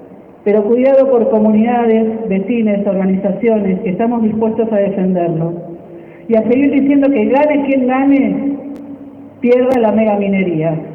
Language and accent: Spanish; Chubut, Argentina; queremos decirles que venimos desde Puelmapu, lo que hoy se llama Chubut, que es un territorio atravesado por la violencia de gobiernos, empresarios, terratenientes